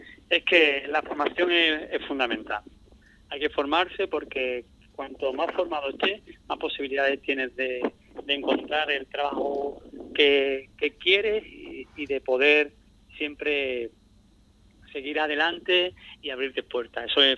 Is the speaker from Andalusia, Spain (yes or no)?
yes; Ubrique, Andalusia, Spain; todavía sigo sensado allí, que yo, aunque vivo fuera, pero a mí me gusta ser de Ubrique y sentirme ubriqueño.